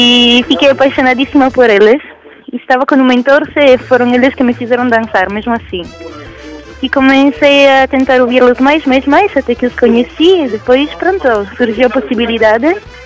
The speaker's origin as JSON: {"language": "Portuguese", "country": "Italy", "second_language": "Portuguese", "moved": "yes", "lives_now": "Portugal", "said": "Não, sou italiana, mas eu vivo aqui há 8 anos."}